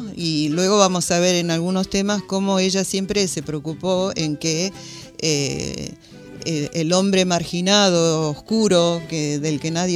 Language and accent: Spanish; Argentina; inclusive nosotros que somos argentinos